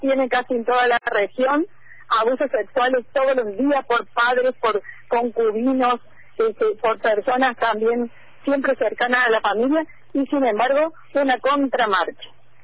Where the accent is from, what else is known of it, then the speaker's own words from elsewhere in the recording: Córdoba, Argentina; also born or lived in Paraguay; Yo digo que soy cordoguaya.